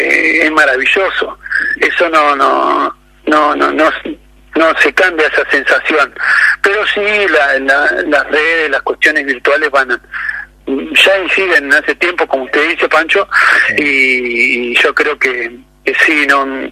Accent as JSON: {"language": "Spanish", "region": "Buenos Aires Province", "country": "Argentina", "said": "somos de provincia de Buenos Aires"}